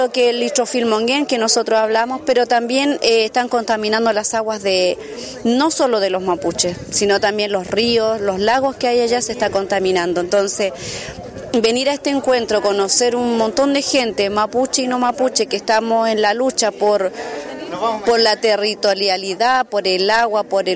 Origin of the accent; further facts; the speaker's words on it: Neuquén, Argentina; Sí, vengo de Neuquén. Neuquén es una provincia en Puelmapu, en Argentina